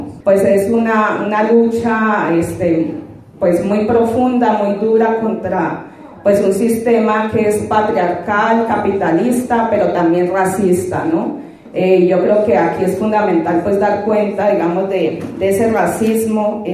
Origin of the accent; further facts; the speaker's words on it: Colombia; soy colombiana, estoy estudiando un doctorado en estudios feministas.